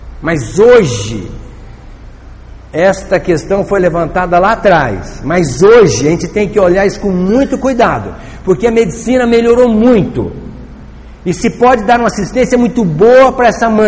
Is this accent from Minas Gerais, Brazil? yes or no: yes; Itapagipe, Minas Gerais, Brazil; lá da minha terra, de Itapajipe.